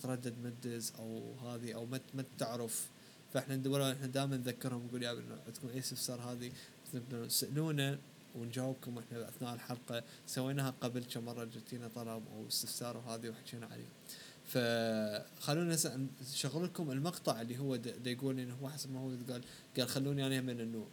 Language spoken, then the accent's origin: Arabic; Iraq; ممكن بالنسبة كعراقيين بالذات إنه نحن عراقيين